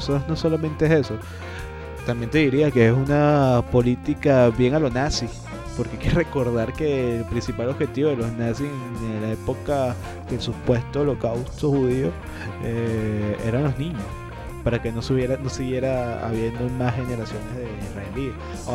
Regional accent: Venezuela; tenemos que alzar esas banderas que nos caracteriza como venezolanos de ser solidarios.

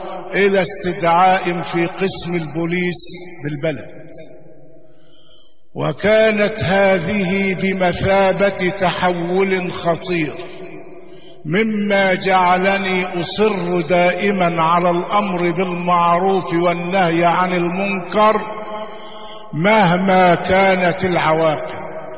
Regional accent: Shubrakhit, Beheira, Egypt; born there; ولدت في مدينة شبرا خيت من محافظة البحيرة. ولدت في أسرة متوسطة الحال من بين 8 إخوة

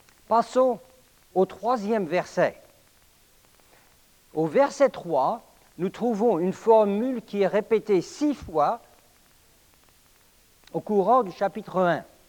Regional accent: Paris, Île-de-France, France; Je suis né et j'ai grandi à Paris, alors c'est comme ça qu'on parle là-bas.

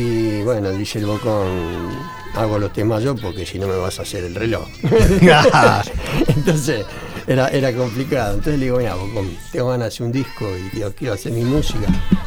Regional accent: Rosario, Santa Fe, Argentina; now in Buenos Aires, Argentina; Yo vine de Rosario con una banda llamada

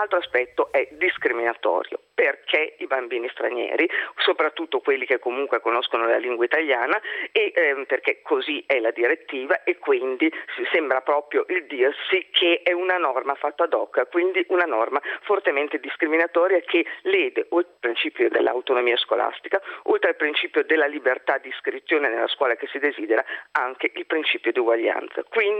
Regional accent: Emilia-Romagna, Italy; Io vengo dall'Emilia Romagna

